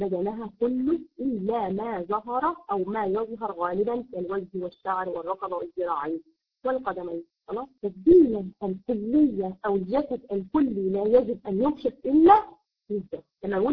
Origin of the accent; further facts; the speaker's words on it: Egypt; عندنا في مصر تقول لك ايه